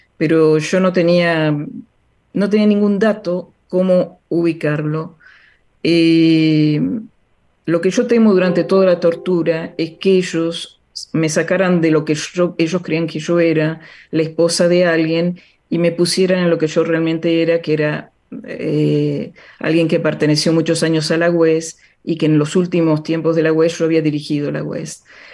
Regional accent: La Plata, Buenos Aires Province, Argentina; es un momento un poco fuerte para mí porque yo soy de La Plata.

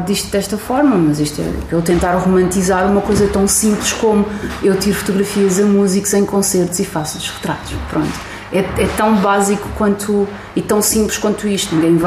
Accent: Barreiro, Setúbal, Portugal; Pá, a cidade de onde eu venho, o Barreiro, tem muita gente

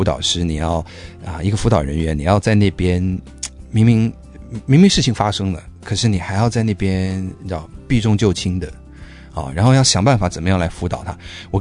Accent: New York, United States; 那我在纽约长大的，所以我就马上就意识到说好像有什么东西不对劲

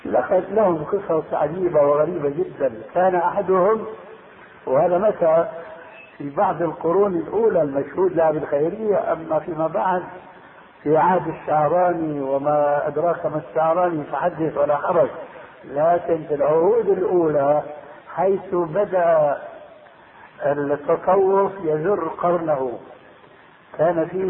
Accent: Syria; تلقفها بعض العامة عندنا في سوريا

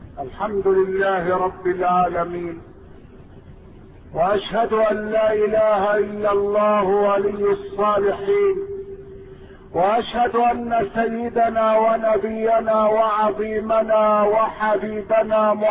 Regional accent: Egypt; لكن المستهزئين عندنا في مصر اخرجوا مسرحية

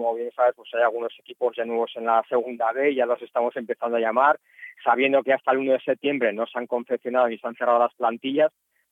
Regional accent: Bilbao, Basque Country, Spain; now in Alicante, Spain; Yo además estoy en esta zona de Alicante, aunque soy de Bilbao, como bien sabes

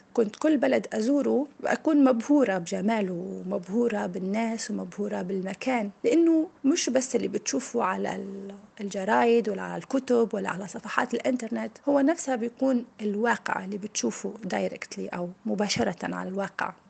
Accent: Tunisia; moved away as an adult; now in United Arab Emirates; من تونس، عمري 37 سنة، أشتغل مضيفة طيران ومقيمة بالإمارات، عندي 10 سنوات، متزوجة وعندي ابن عمره 2.5 سنين.

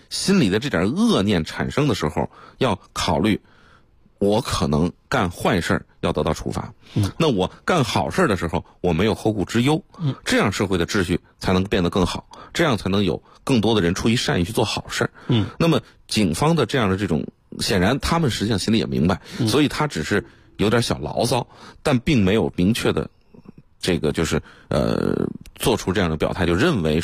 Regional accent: China; 这个本身我们中国人有点这种就是传统文化中间得饶人处且饶人

